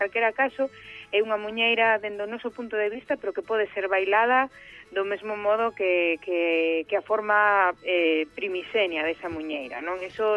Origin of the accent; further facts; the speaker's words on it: Galicia, Spain; eu son das Rías Baixas, entón estou moi acostumada, pois, eso, a un estilo concreto